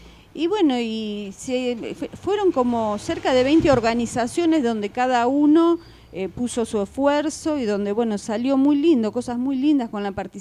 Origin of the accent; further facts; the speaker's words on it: Buenos Aires, Argentina; Yo soy de Parque Patricios.